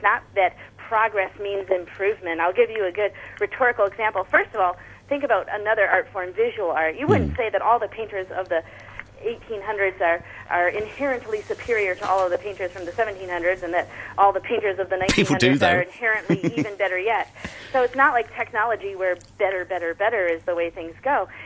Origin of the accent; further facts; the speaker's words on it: Chicago, Illinois, United States; I was lucky to be homeschooled as I was growing up in Chicago because of my practice hours.